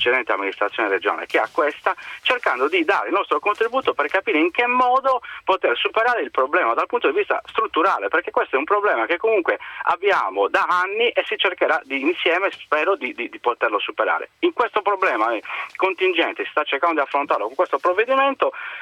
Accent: Sardinia, Italy; ce lo auguriamo come sardi

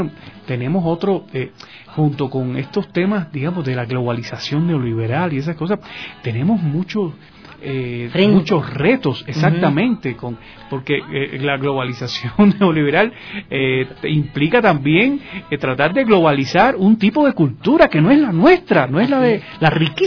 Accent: Cuba; lo digo por experiencia propia como cubano, nosotros los cubanos hemos pasado con bastantes vicisitudes

